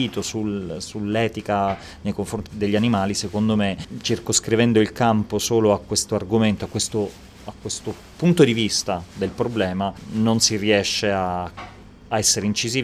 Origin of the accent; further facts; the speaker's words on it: Palermo, Sicily, Italy; born there; moved away as an adult; io sono appunto nato a Palermo, mi sono trasferito a Milano a 18 anni per l'università, per veterinaria